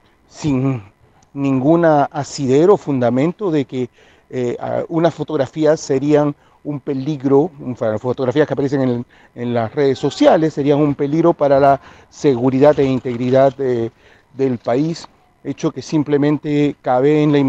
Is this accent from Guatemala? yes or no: no; Peru; now in Chile; yo soy peruano, refugiado